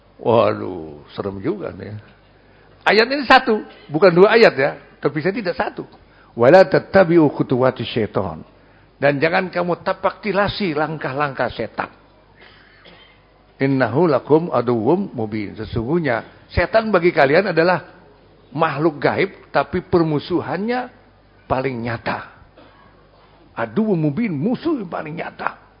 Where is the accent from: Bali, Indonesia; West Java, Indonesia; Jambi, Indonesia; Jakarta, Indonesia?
Jakarta, Indonesia; Bukan orang Betawi ya, saya Betawi.